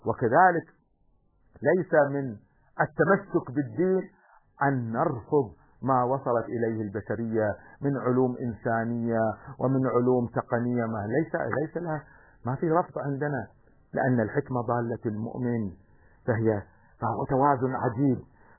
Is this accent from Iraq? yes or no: no; Kuwait; نحن عندنا في الكويت مثلا اليوم هناك شركات